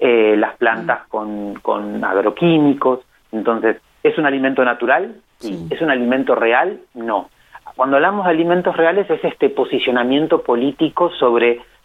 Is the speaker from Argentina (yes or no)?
yes; Santa Rosa, La Pampa, Argentina; Yo soy de Santa Rosa también